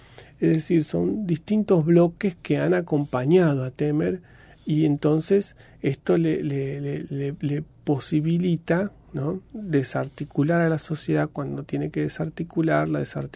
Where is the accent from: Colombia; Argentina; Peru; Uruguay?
Argentina; desde el punto de vista de lo que por ahí nos interesa a nosotros como argentinos